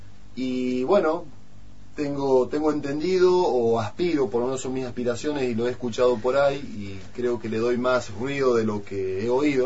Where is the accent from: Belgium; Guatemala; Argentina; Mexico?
Argentina; cuál es nuestro grado de conciencia como argentinos en esta democracia